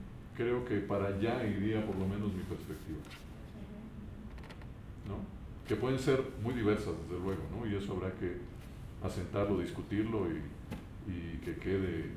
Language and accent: Spanish; Morelia, Michoacán, Mexico; la existencia del movimiento coral que tradicionalmente se dice que existe en Morelia, por lo menos, que es de donde yo soy